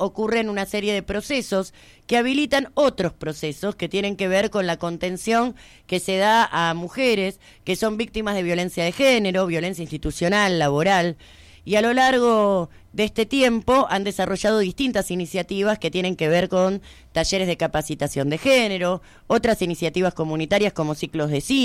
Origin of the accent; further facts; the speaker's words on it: Chile; haciendo alusión sobre todo a que soy chilena